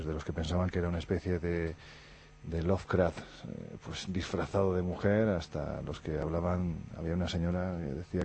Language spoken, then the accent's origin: Spanish; Andalusia, Spain; Yo que soy andaluz con muy poca gracia